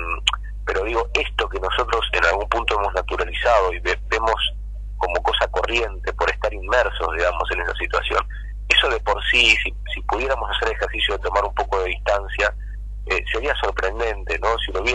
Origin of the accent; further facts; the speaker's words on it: Merlo, Buenos Aires Province, Argentina; yo soy de Merlo, vivo muy cerca de ahí de Moreno, y tengo niños en edad escolar también